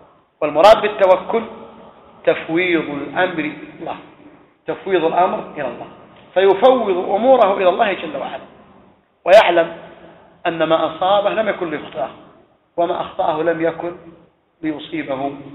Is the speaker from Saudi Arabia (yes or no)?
yes; Saudi Arabia; وقد كان في بعض الأماكن عندنا في السعودية في المنطقة